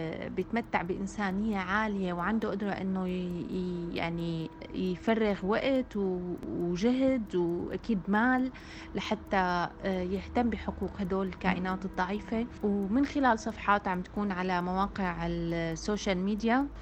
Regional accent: Syria; بدي اعطي مثال كوني انا سورية وعم تابع الوضع عن كثب بسوريا

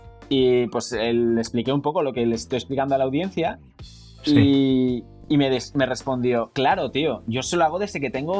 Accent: Oviedo, Asturias, Spain; Yo soy de la generación del 91, soy de Oviedo, de Asturias.

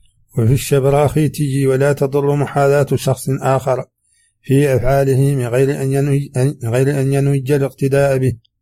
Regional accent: Mauritania; accent: Hassaniya

